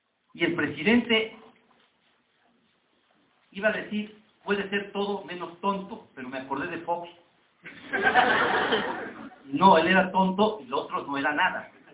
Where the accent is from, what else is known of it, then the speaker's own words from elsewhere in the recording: Mexico; Sacate, los mexicanos somos duros.